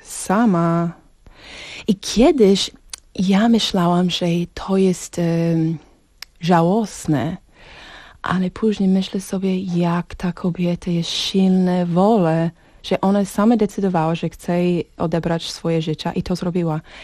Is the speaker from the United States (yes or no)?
yes; Arizona, United States; Polish is a second language; also born or lived in Texas; W Teksasie się urodziłam. Mm-hmm. 12 lata mieszkałam i przyprowadziliśmy do Arizony. I drugie połowy mojej dzieciństwa tam spędzałam.